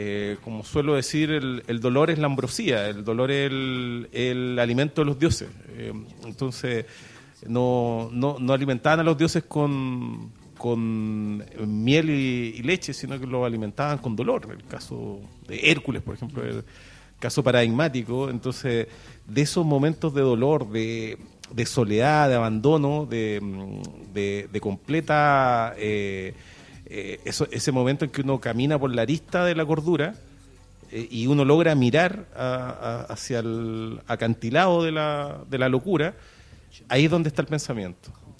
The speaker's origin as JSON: {"language": "Spanish", "region": "Valparaíso", "country": "Chile", "said": "vengo de Valparaíso, ahí está la fábrica"}